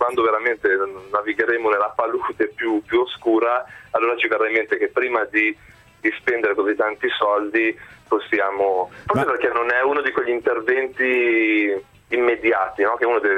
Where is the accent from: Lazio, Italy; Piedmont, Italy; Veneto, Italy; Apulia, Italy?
Piedmont, Italy; Ghemme; Io sono piemontese, di una bellissima cittadina piccolissima, si chiama, sì, Gemme, dove fanno un buonissimo vino